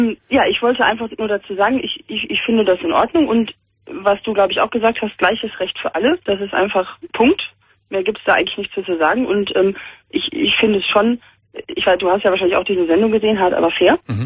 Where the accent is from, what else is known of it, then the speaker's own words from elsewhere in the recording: Cologne, North Rhine-Westphalia, Germany; ich komme ja auch aus Köln